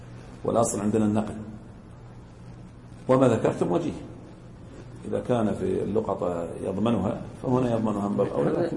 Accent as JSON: {"language": "Arabic", "town": "Al-Ahsa", "region": "Eastern Province", "country": "Saudi Arabia", "said": "واحنا عندنا في الاحساء نقلي الطحين"}